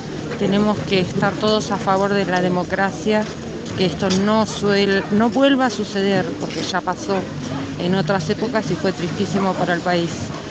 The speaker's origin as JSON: {"language": "Spanish", "town": "Río Gallegos", "region": "Santa Cruz", "country": "Argentina", "tie": "born there", "lives_now": "El Calafate, Argentina", "said": "soy nacida en Río Gallegos. Hace un año y medio que vine a vivir acá a Calafate."}